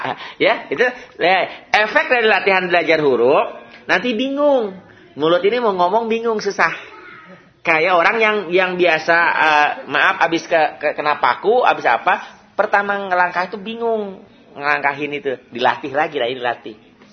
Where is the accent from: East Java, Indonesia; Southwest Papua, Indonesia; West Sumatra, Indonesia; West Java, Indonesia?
West Java, Indonesia; Ingat, jangan ingat saya nih orang Sunda, jangan. Enggak bisa F, ya.